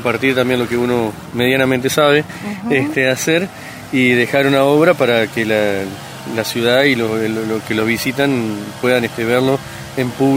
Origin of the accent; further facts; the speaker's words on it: Colón, Entre Ríos, Argentina; Yo soy de la ciudad de Colón, Entre Ríos. Que también es una zona turística